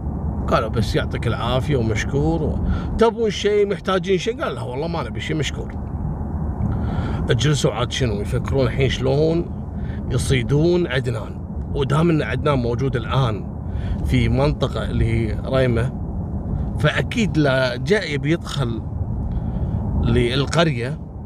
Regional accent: Kuwait; احنا عندنا في الكويت نسميه مسلخ

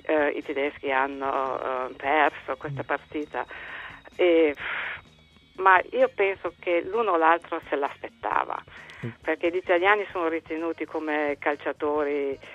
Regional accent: Germany; born there; Italian is a second language; also born or lived in Brescia, Italy; io sono nata in Germania, parte della mia infanzia l'ho passata in Italia, ho fatto la prima elementare a Brescia, poi ritornata in Germania con i miei genitori, cresciuta a Colonia

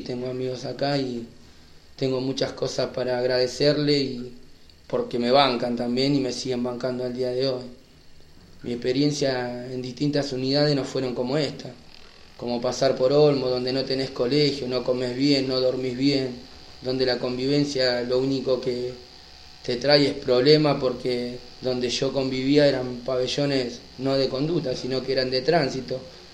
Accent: Moreno, Buenos Aires Province, Argentina; le paso a contar, soy de Buenos Aires, de partido de Moreno, tengo 36 años y llevo detenido 11 años.

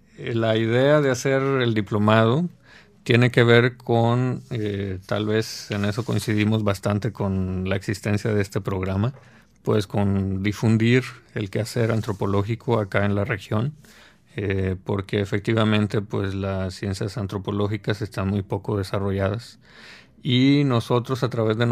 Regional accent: Tampico, Tamaulipas, Mexico; moved away as an adult; now in Monterrey, Mexico; yo soy originario de Tampico, pero aquí en Monterrey tenía una familia con la cual alojarme para estudiar. Además, en Tampico no existe todavía esa carrera.

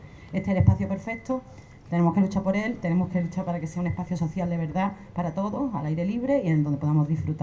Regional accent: Málaga, Andalusia, Spain; Y como soy malagueña y conozco todo este patrimonio desde muy pequeñita

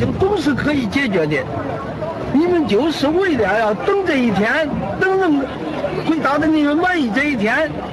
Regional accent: Taiwan; 我们来自台湾了

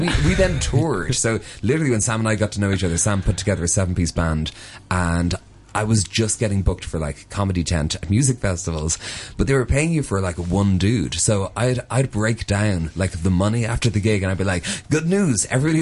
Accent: Dublin, Leinster, Ireland; So I grew up in Dublin and a huge fan of hip hop

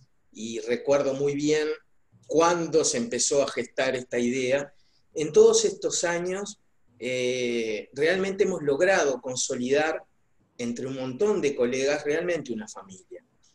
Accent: Paysandú, Uruguay; cuando me vine a vivir a mi ciudad natal, a Paysandú

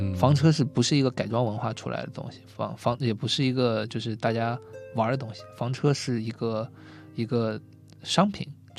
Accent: China; 然后阿拉斯加那已经是我们神山了，就跟我们中国人去西藏一样

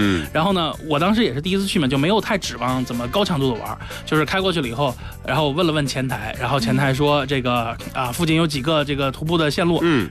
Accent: China

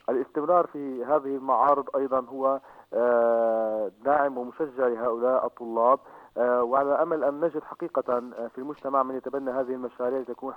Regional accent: Syria; اليوم في حياتنا كسوريين هناك العديد من المشكلات والمعضلات التي تواجهنا

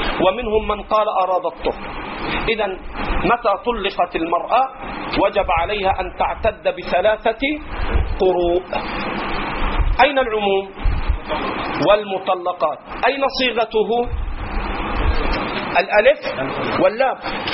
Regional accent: Egypt; accent: Egyptian; أترخم عليك على لهجتنا في مصر

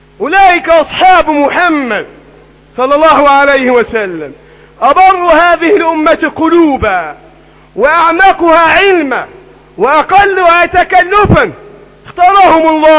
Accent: Egypt; اللهم احفظ بلدنا مصر

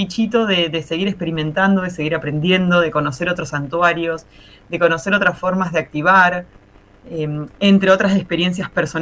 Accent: Marcos Juárez, Córdoba, Argentina; en este preciso momento estoy en Marcos Juárez, Córdoba. Bueno, en Argentina, en la provincia de Córdoba, en un pueblo que es mi pueblo natal.

